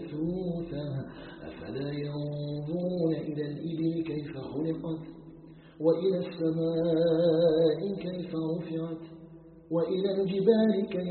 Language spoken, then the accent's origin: Arabic; Algeria